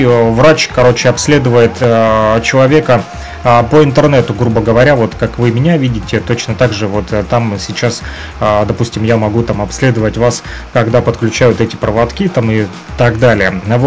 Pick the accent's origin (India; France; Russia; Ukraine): Ukraine; Luhansk Oblast; там были люди из Европы, вот, в том числе из России, вот, и я из ЛНР